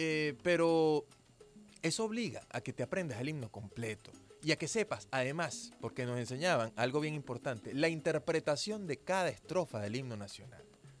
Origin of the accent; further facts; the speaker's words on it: Venezuela; lo que somos como venezolanos y como venezolanas.